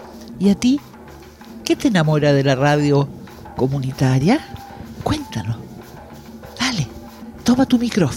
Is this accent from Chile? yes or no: yes; Chile; latinoamericana, chilena.